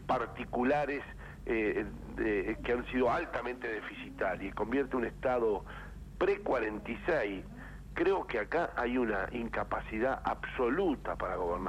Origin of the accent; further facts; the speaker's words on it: Gualeguaychú, Entre Ríos, Argentina; Estoy en mi pueblo, que es Gualeguaychú.